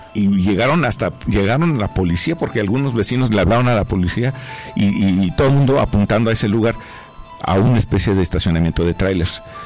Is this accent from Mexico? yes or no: yes; Mexico; nos hace a nosotros como mexicanos valorar nuestra identidad dual.